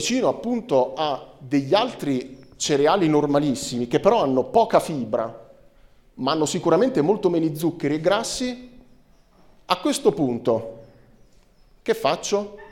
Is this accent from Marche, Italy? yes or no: yes; Pesaro, Marche, Italy; Io poi sono di Pesaro, tendente alla Romagna, per cui dalle mie parti, insomma, ce n'è iosa.